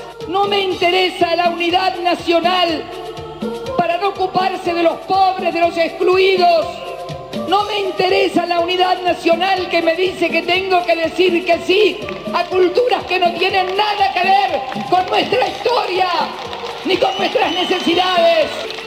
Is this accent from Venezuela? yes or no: no; Argentina; a veces me duele como argentina, como mujer